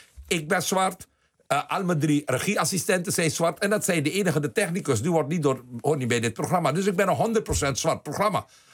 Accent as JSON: {"language": "Dutch", "country": "Suriname", "tie": "born there", "said": "Ik heb het geluk gehad, ik ben geboren in Suriname."}